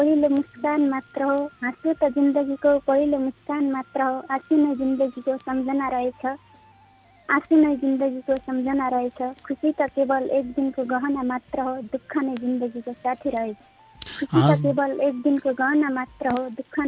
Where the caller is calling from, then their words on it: Pyuthan, Lumbini Province, Nepal; हजुर, म प्युठानदेखि।